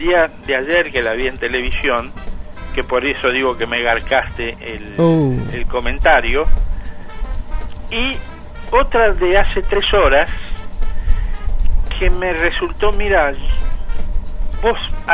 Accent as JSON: {"language": "Spanish", "region": "Buenos Aires", "country": "Argentina", "tie": "born or raised there", "said": "yo soy porteño nacido en la ciudad de Buenos Aires y actualmente no voy por la ciudad porque para mí ha cambiado mucho desde cuando yo era chico"}